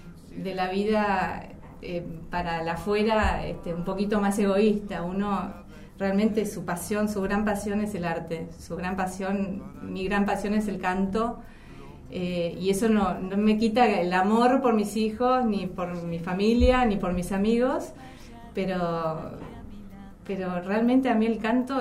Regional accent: Buenos Aires, Argentina; De acá, de Capital.

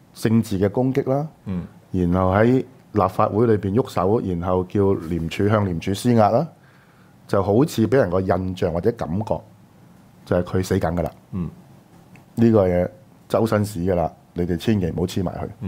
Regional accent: Hong Kong; 即係俾個答覆我哋香港人都好

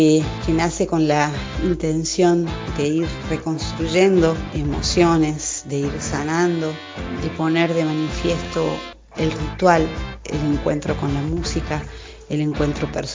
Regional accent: Cosquín, Córdoba, Argentina; de Cosquín para presentarles este disco

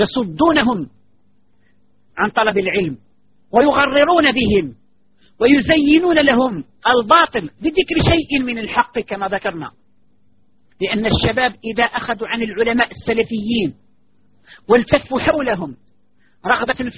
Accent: Algeria; وهذا قد حدث عندنا في الجزائر وفي غير الجزائر

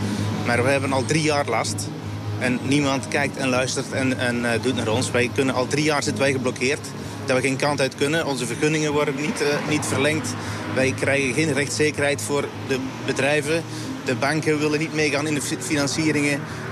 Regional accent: Netherlands; Ik ben ook van Nederland.

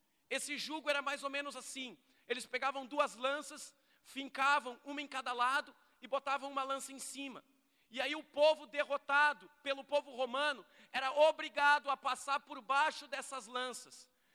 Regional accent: Canoas, Rio Grande do Sul, Brazil; Eu fui criado aqui em Canoas

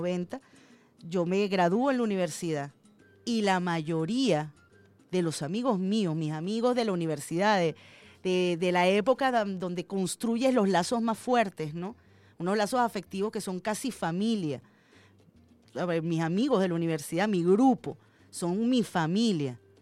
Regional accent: Venezuela; a nosotros nos gusta, como venezolanos, que a nuestros emigrantes se les trate bien

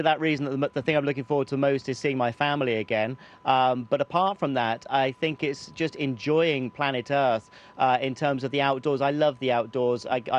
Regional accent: United Kingdom; continue to represent the UK as a British astronaut within ESA.

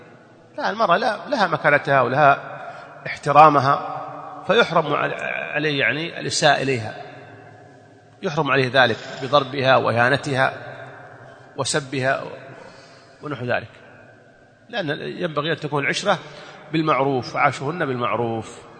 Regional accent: Saudi Arabia; هو توفي عندنا في السعودية

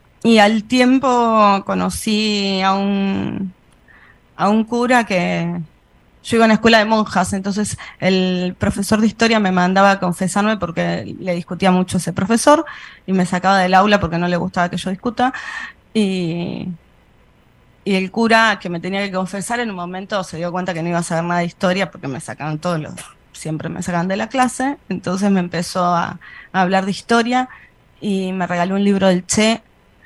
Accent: Berazategui, Buenos Aires Province, Argentina; yo soy de la zona sur. Crecí en zona sur de la provincia de Buenos Aires. De chica vivíamos en Brazategui, iba a la escuela en Florencio Varela.

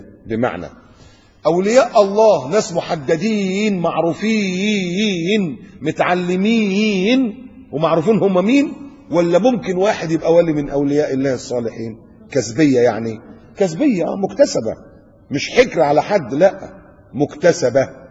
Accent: Egypt; now in Qatar; لكن للأسف عندنا في مصر تلاقي إيه، كل محافظة وكل بلد عاملة لها واحد.

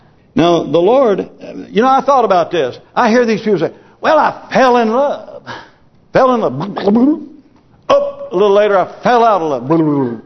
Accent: United States; You know, I'm glad that I grew up in America where I saw the fruit of godly living.

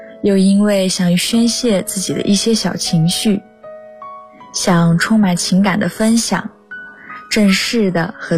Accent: Hangzhou, Zhejiang, China; now in Nanjing, China; 来自浙江杭州，我在南京大学，距离我的家乡286公里

